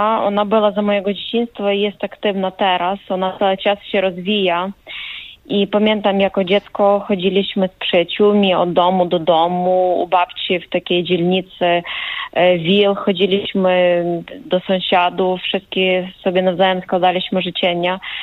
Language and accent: Polish; Ukraine; Polish is a second language; now in Wrocław, Poland; bo ja obecnie jestem we Wrocławiu, z Ukrainy.